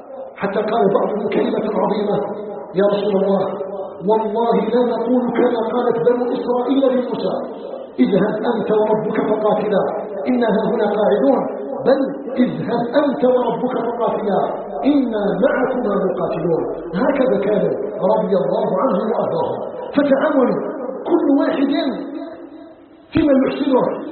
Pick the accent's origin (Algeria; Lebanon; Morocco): Algeria; نسأله تبارك وتعالى أن يجعل بلدنا الجزائر بلدا آمنا مطمئنا، وسائر بلاد المسلمين